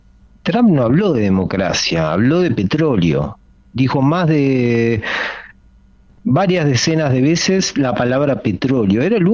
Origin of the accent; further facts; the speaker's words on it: Uruguay; como uruguayo acá, lo digo desde el año 2006, nunca más volví a visitar Venezuela.